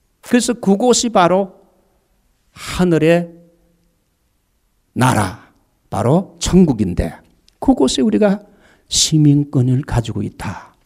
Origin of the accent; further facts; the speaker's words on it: South Korea; moved away as an adult; now in United States; 분명히 외모로 볼 때 저는 한국 사람이요. 누가 봐도 저를 미국 사람이라 할 수 없는데 완전 토럴리 한국 사람인데 저는 사실 미국 국적을 가지고